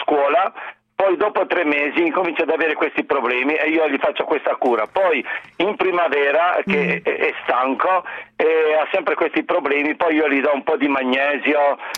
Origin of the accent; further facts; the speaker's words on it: Southern Italy, Italy; born there; now in Trieste, Italy; io non sono triestino, vivo qui da 50 anni, però sono nato giù in meridione